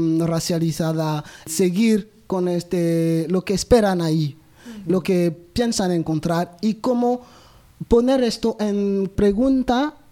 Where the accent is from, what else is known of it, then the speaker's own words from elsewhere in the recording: Côte d’Ivoire; Y claro, ahí pues yo soy de Costa de Marfil, Burkina Faso es justo al lado.